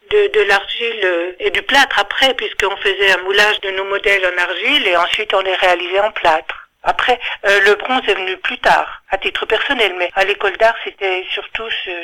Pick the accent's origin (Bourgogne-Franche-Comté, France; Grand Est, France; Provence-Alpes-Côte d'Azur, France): Bourgogne-Franche-Comté, France; Ronchamp; born there; j'habite à Chalon-Villard, je suis née à Ronchamp